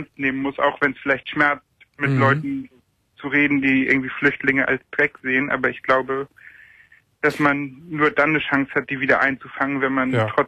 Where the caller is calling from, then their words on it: Schleswig-Holstein, Germany; Ich komme aus Schleswig-Holstein, also ich habe das alles von außen mitverfolgt.